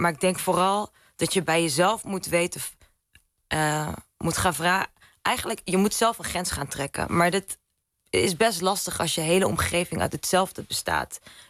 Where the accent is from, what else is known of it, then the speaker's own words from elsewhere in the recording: Zwolle, Overijssel, Netherlands; now in Amsterdam, Netherlands; ik ben een vrouw van 31. Ik ben niet getrouwd, heb geen kinderen, geen huisje, pompje, beestje. Ik kom uit Zwolle, woon in Amsterdam. Maar ben daar ook nog van.